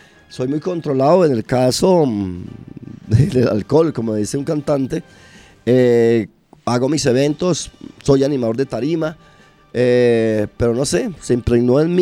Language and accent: Spanish; Espinal, Tolima, Colombia; me aprecio mucho a mi pueblo, a mi Espinal, a mi Colombia y a Soacha